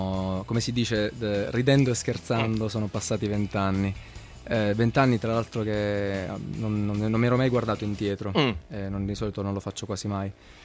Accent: Manfredonia, Apulia, Italy; moved away; also born or lived in Bologna / Milan; Perché in questo viaggio che ho fatto nella mia terra nativa, che è la città di Manfredonia, in Puglia.

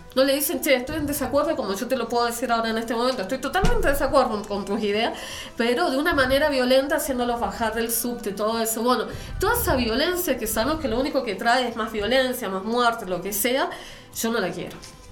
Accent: Chile; porque yo soy chilena

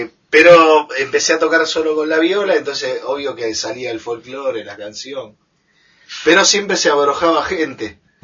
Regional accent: Buenos Aires, Argentina; yo soy de Buenos Aires. … del barrio de Mataderos

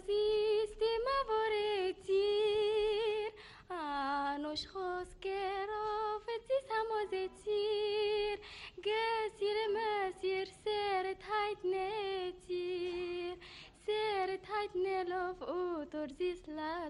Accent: Egypt; born there; طبعا ما دام مولوده في مصر وماما وبابا كلهم مولودين في مصر يبقى مصر تبقى

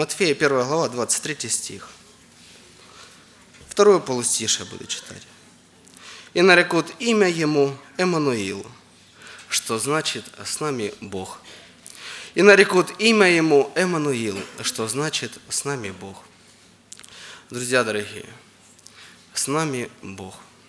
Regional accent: Donetsk, Donetsk Oblast, Ukraine; Я из Украины, из города Донецка.

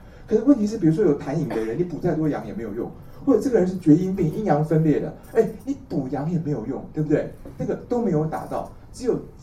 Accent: Taiwan; 我们台湾人一斤是600克

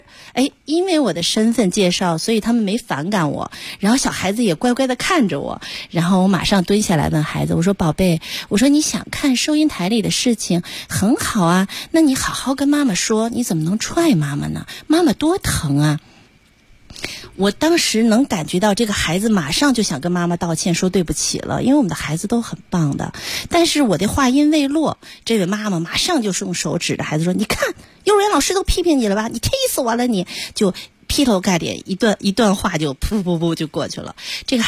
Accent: Beijing, China; 用我们北京人的话说，还是我太教条

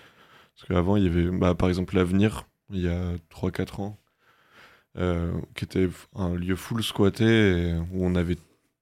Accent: Brest, Brittany, France; now in Rennes, France; je viens de Brest, mais récemment, je me suis installé à Rennes.

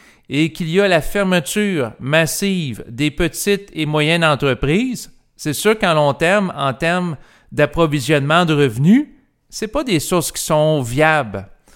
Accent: Quebec, Canada; que ce soit pour la situation du Québec, étant donné que je suis Québécois

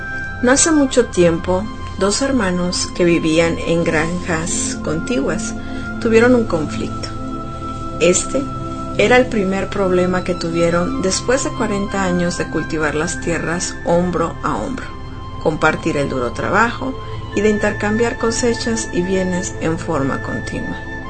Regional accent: Mexico; para todos los que somos mexicanos y que celebramos el Día de la Virgen.

